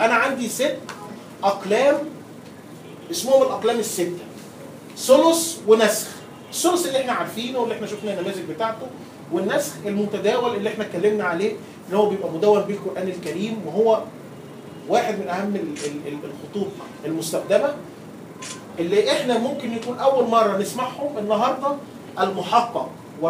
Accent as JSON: {"language": "Arabic", "country": "Egypt", "said": "يعني ما فيش عندنا حد في مصر بيكتبه، والاكثر اهميه ان ما فيش حد عندنا في مصر بيعرف يقراه."}